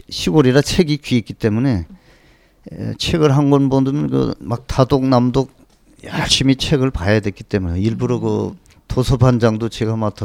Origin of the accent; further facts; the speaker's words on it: North Jeolla, South Korea; 이제 초등학교, 중학교는 고향서 다녔습니다.